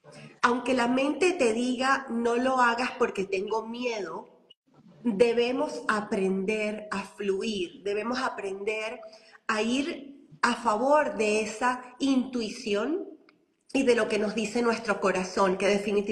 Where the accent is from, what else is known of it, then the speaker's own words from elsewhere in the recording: Venezuela; moved away as an adult; also born or lived in United States; como no era primera vez que salía de mi país, porque yo nací en Venezuela y después salí a los 20 y pico de años, salí a Estados Unidos.